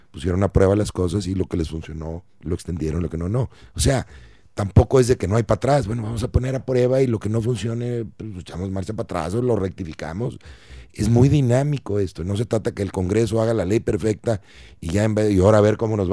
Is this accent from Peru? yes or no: no; Mexico; Cada uno de nosotros como mexicanos debemos de tomar decisiones